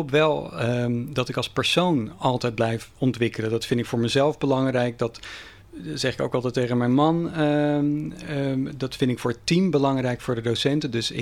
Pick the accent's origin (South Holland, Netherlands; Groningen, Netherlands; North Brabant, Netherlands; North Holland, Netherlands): South Holland, Netherlands; Rotterdam; Ik ben geboren in Rotterdam.